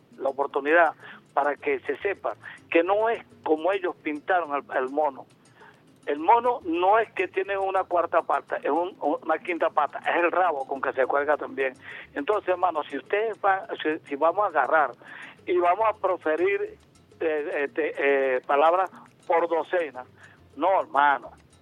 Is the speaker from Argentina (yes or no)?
no; Venezuela; somos venezolanos y merecemos que nos den la oportunidad como personas con discapacidad.